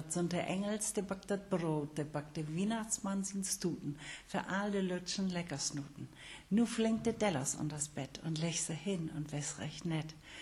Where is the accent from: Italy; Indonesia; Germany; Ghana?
Germany; Cloppenburg, Lower Saxony; Aber geboren bin ich in Kloppenburg und da bin ich auch in die Schule gegangen. Und da sprach man doch sehr oft noch Plattdeutsch.